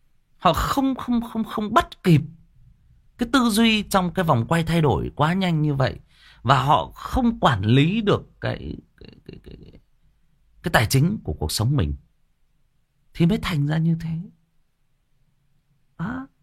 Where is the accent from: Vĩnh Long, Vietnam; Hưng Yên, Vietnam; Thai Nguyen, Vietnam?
Hưng Yên, Vietnam; Quê tôi cũng Hưng Yên bạn ơi. Quê tôi cũng Hưng Yên.